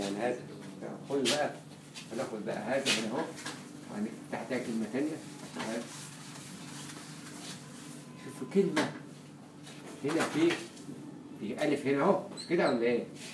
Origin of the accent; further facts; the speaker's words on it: Egypt; طب ما احنا كلنا مصريين بنتكلم عربي احنا بنعرف لغه عربيه